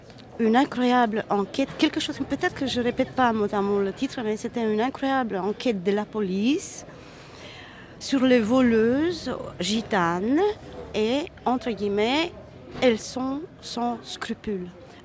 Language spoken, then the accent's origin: French; Romania; now in Belgium; que ce soit dans la société roumaine où je suis née, j'ai grandi, ou ici en Belgique